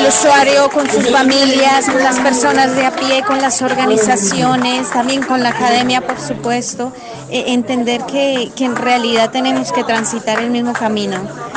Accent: Colombia; vengo de Colombia.

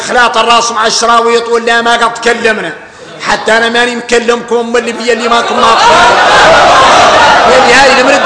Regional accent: Mauritania; هذا يدلكم على ان احنا موريتاني

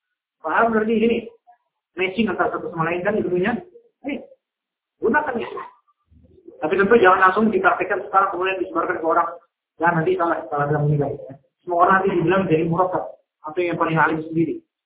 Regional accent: Jakarta, Indonesia; Saya orang Jakarta nggak ngerti, kan?

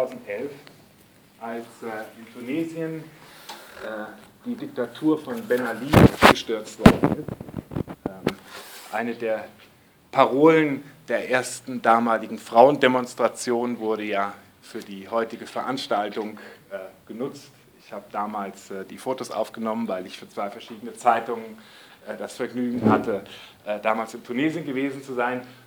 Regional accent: Frankfurt, Hesse, Germany; denn das war für uns ja Besatzung als Frankfurter

